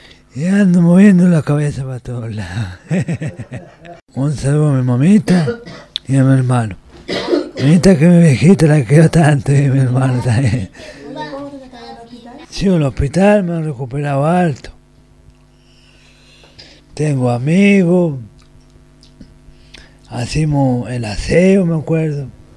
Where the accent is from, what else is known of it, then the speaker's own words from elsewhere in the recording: La Ligua, Valparaíso, Chile; Yo soy de La Ligua.